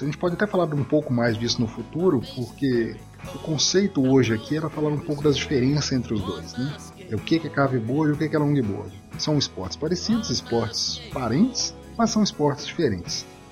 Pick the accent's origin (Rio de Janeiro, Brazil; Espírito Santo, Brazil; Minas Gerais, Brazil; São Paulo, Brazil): Minas Gerais, Brazil; Então a gente é do interior de Minas.